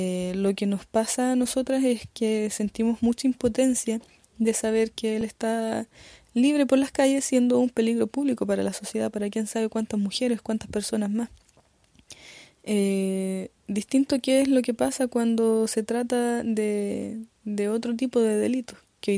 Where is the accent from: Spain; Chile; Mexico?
Chile; Temuco, Araucanía; soy de acá de Temuco